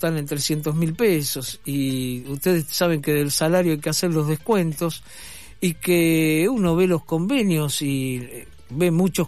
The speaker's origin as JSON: {"language": "Spanish", "country": "Argentina", "said": "así somos los argentinos, ¿no?"}